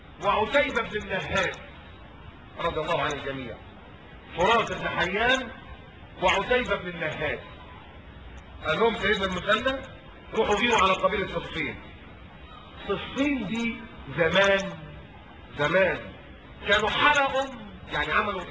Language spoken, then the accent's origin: Arabic; Upper Egypt, Egypt; لا ما كناش بناخد الدار زي عندنا في الصعيد كده